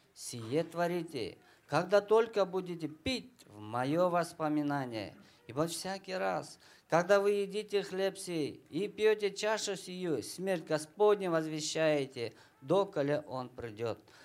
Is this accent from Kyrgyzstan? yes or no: yes; Kyrgyzstan; Я приехал из Кыргызстана.